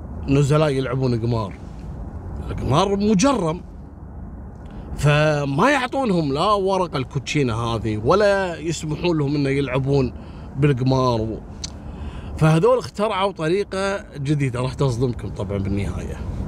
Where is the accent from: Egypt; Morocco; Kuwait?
Kuwait; أنا سبق أني ذكرتها عندنا في الكويت.